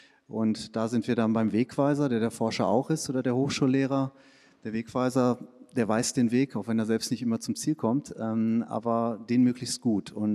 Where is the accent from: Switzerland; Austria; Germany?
Switzerland; Das nicht nur in der Schweiz, wo ich herkomme, sondern auch in Deutschland.